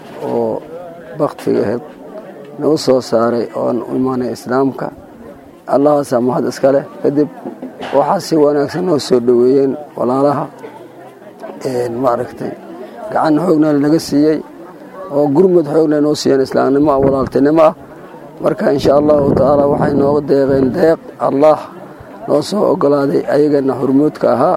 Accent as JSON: {"language": "Somali", "town": "Dinsoor", "region": "Bay", "country": "Somalia", "said": "waxaan ka yimid magaalada diin soor waan ku soo haajiray"}